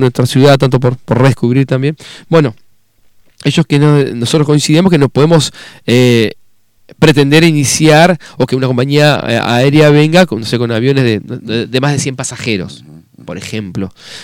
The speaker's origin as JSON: {"language": "Spanish", "town": "Concordia", "region": "Entre Ríos", "country": "Argentina", "said": "porque somos de Concordia, cruzamos el charco"}